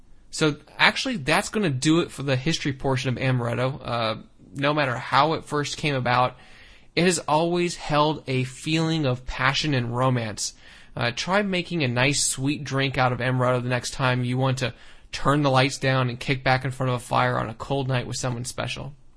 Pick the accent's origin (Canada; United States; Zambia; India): United States; San Francisco, California; Brendan, who's also from my hometown, San Francisco